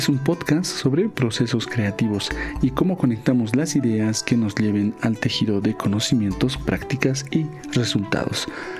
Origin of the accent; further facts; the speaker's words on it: Bolivia; En los Andes, de donde yo vengo, en Latinoamérica, en Bolivia concretamente, nuestro ciclo de renovación es el 21 de junio.